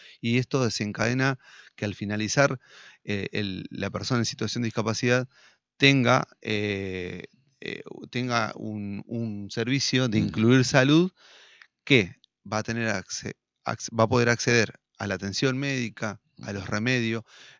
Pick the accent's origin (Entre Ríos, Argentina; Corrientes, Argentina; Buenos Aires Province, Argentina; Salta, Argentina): Entre Ríos, Argentina; Concordia; somos ciudadanos de la ciudad de Concordia, somos argentinos, somos entrerrianos